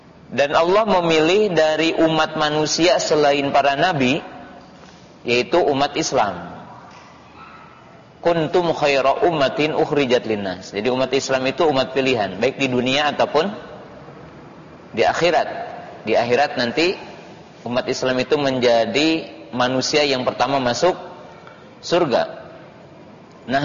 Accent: West Java, Indonesia; Itu dalam istilah kita orang Sunda ya.

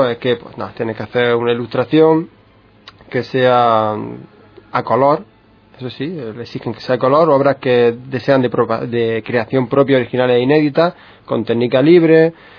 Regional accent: Madrid, Community of Madrid, Spain; Me arde por dentro porque soy de Madrid y no sé, pero...

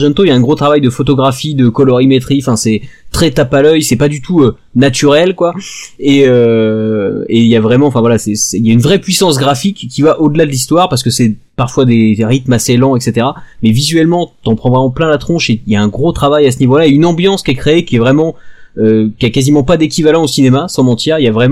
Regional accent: Italy; C'est parce que tout simplement les couvertures de polar, d'ailleurs comme chez nous, en Italie, sont jaunes.

